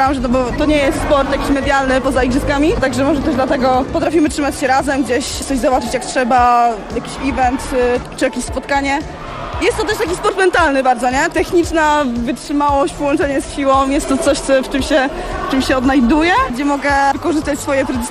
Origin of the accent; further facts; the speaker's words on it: Toruń, Kuyavian-Pomeranian Voivodeship, Poland; Z Torunia.